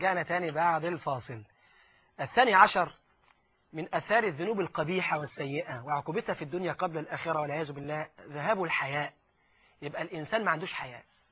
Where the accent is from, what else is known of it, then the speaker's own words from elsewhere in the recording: Egypt; وده اللي غرس الانجليز عندنا في مصر قبل ما يمشوا